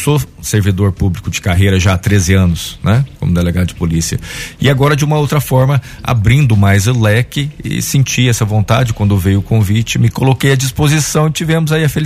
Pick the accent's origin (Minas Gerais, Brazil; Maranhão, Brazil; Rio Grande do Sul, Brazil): Minas Gerais, Brazil; Passos; also born or lived in Piuí; eu sou natural de Piuí, Minas Gerais, da Serra da Canastra, né? Com 2 anos fui para Passos, onde eu fui criado. E depois a gente veio para o estado. Passei também um período em Pouso Alegre, onde eu fiz a faculdade de Direito, né?